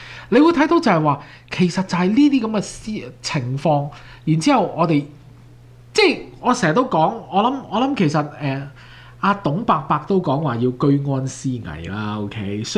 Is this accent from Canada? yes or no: yes; Canada; 咁我哋睇我哋國，即係我哋即係加拿大，我哋係加拿大人啦